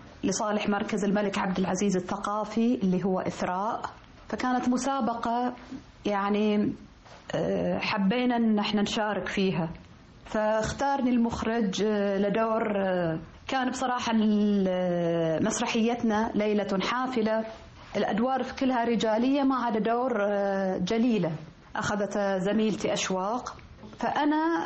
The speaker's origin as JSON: {"language": "Arabic", "country": "Saudi Arabia", "said": "يعني بالذات لأن احنا سعوديين، فيتفاجأ أن أنا أجيد اللهجة المصرية مثل المصريين."}